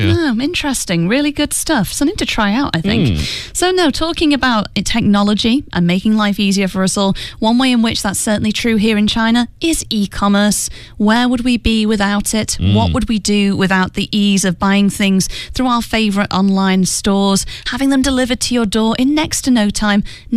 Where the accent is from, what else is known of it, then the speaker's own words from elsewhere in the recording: England, United Kingdom; He realized I was from England.